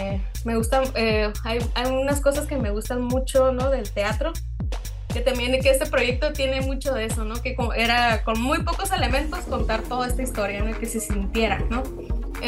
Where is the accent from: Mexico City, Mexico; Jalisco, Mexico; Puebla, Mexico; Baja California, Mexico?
Baja California, Mexico; Isla de Cedros; born there; en los años 50 en Isla de Cedros, ¿no?, que es el lugar donde yo nací y de donde es mi familia materna.